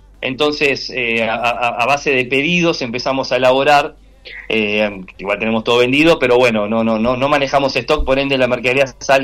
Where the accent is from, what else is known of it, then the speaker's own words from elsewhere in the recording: Quilmes, Buenos Aires Province, Argentina; somos de Quilmes y vos sabés que acá manda el fanatismo por el número uno